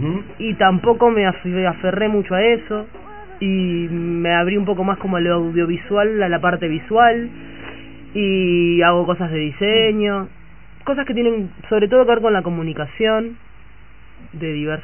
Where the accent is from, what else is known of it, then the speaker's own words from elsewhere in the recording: Montevideo, Uruguay; Soy súper montevideana. Y barrios pasé, nací en La Unión.